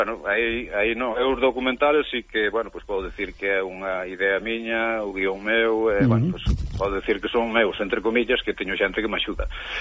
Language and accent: Galician; Chantada, Galicia, Spain; é o primeiro que digo son de Chantada, para que a xente visite Chantada, non?